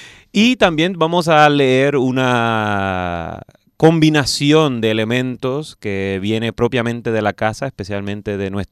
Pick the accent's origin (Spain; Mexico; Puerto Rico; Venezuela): Puerto Rico; no por ser sabroso, sino porque soy de Puerto Rico